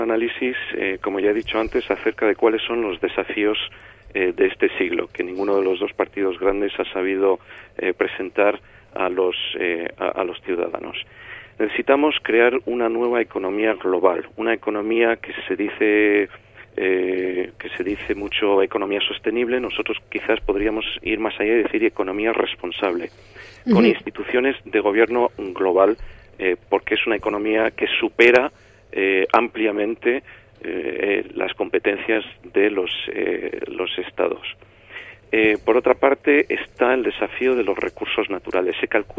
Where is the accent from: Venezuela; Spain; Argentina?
Spain; Nosotros pensamos que el problema no somos nosotros los españoles